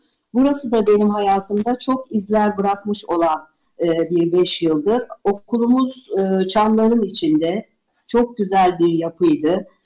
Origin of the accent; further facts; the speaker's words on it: Büyükada, Istanbul, Turkey; Fakat bu benim açımdan tabii cennet gibi bir çocukluktu. Benim çocukluğum Büyükada'da geçti.